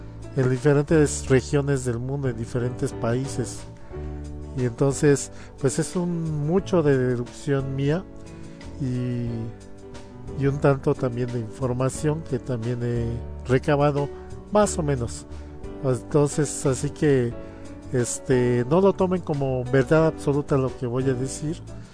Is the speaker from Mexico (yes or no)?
yes; Mexico; soy de México, y pues yo tengo la perspectiva de cómo hemos visto el anime en México